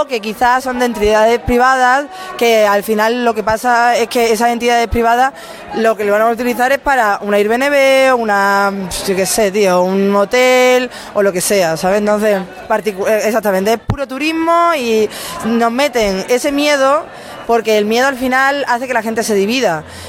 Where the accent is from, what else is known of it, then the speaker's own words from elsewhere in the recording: Nerja, Andalusia, Spain; now in Granada, Spain; Que yo también soy de Málaga. Yo soy de un pueblo, encima soy de Nerja, que Nerja ya es simplemente guiris, solamente desde alemanes.